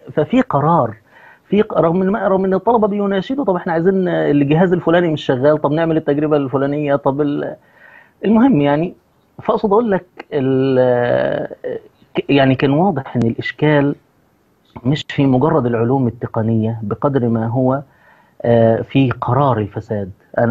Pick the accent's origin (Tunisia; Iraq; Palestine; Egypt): Egypt